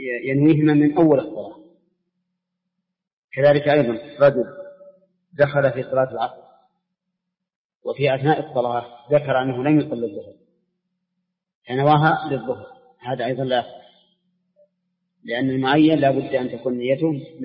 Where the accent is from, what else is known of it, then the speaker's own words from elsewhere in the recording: Saudi Arabia; متأخر عن بلادنا السعودية